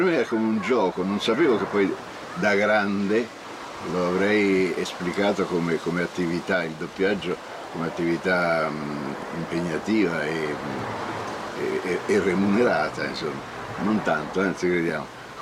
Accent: Florence, Tuscany, Italy; now in Rome, Italy; Io non è che sono romano, ma vivo a Roma dallo scoppio della guerra, quindi io poi parlo 4-5 dialetti in modo perfetto. Fiorentino, perché sono fiorentino d'origine.

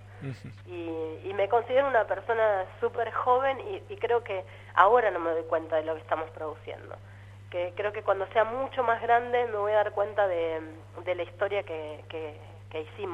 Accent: La Plata, Buenos Aires Province, Argentina; Soy platense.

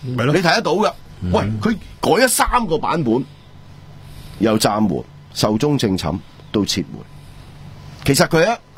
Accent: Hong Kong

